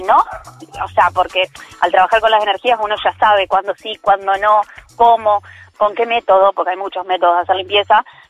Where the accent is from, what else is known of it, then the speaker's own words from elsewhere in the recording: Verónica, Buenos Aires Province, Argentina; Yo soy de Verónica. Estamos a 200 kilómetros más